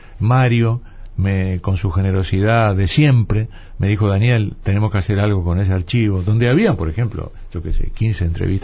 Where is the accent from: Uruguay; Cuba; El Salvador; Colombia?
Uruguay; Soy un uruguayo desordenado.